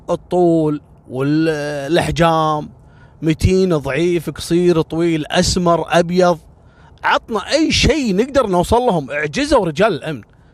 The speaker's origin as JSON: {"language": "Arabic", "country": "Kuwait", "said": "عندنا في الكويت"}